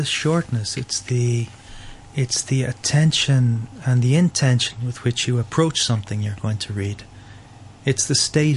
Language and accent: English; Ireland; moved away as an adult; Yeah, well, I live in Romania, so I've lived outside Ireland. Well, I'm in my mid-40s now. I've lived outside Ireland for since I was 21.